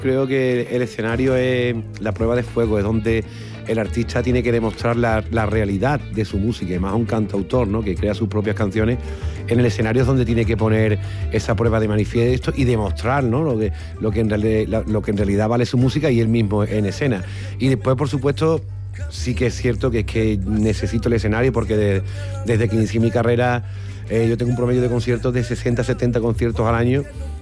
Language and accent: Spanish; El Viso del Alcor, Andalusia, Spain; mi pueblo, del Viso del Alcor.